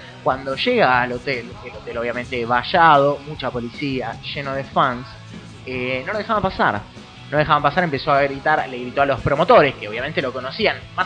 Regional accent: Argentina; El hecho de lo afable que somos los argentinos, lo amigueros, el saludarnos con un beso, el darnos un abrazo.

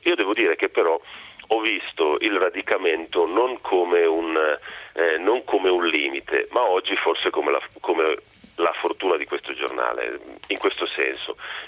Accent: Milan, Lombardy, Italy; a me che non sono torinese ma sono milanese, ma di madre torinese, di nonni piemontesi

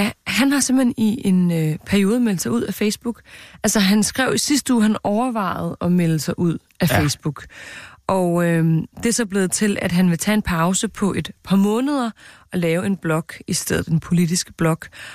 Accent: Copenhagen, Capital Region of Denmark, Denmark; min gård, hvor jeg voksede op. Nu siger jeg gård, altså inde på Forstår Kongensgade i København.

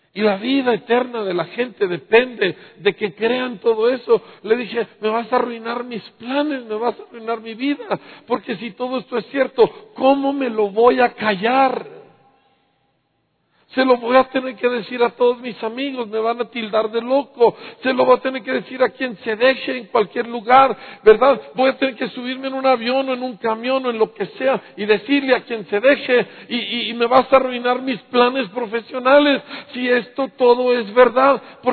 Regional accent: Bahamas; Yo crecí en las Bahamas, por el amor de Dios, en playas cristalinas, ¿sí? Fui educado en excelentes escuelas, tuve todos los privilegios, hablo 3 idiomas, estudié en el extranjero.

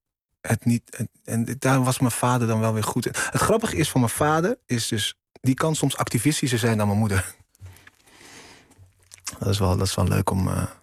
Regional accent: Curaçao; Als mensen aan mij vragen waar kom je vandaan, dan zeg ik Curaçao.

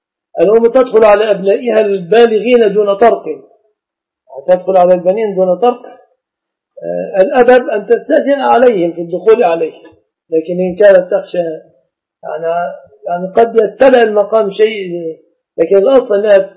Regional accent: Egypt; لازم تأتي لأم العريس في بلادنا مصر الأيام هذه في القرى

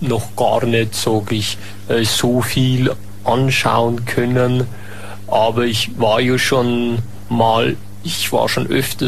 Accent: Germany; now in Austria; der mich vorher vielleicht skeptisch als Piefke gesehen hat

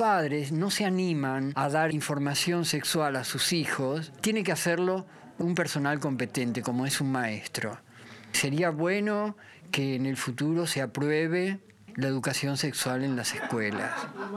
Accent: Rosario, Santa Fe, Argentina; also born or lived in Buenos Aires; soy actor y director de teatro. Soy rosarino, trabajé siempre acá en Rosario, viví la mitad de mi juventud en Buenos Aires, pero aquí empecé a producir, en Rosario. Hace más de 30 años que estoy aquí.

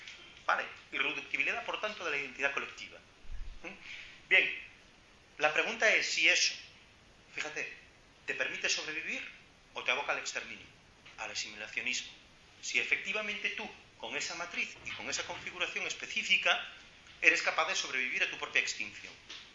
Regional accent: Galicia, Spain; yo soy gallego, ¿no? Los gallegos somos nación, o yo por lo menos soy nación, quiero decir, como gallego, ¿no?

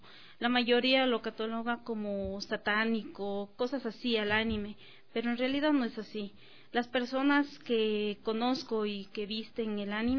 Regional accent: Loja, Ecuador; yo no soy de aquí, soy de Loja.

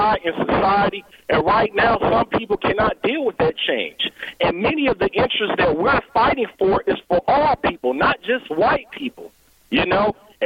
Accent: Detroit, Michigan, United States; working around a lot of blacks in my hometown of Detroit, Michigan, in the oil field.

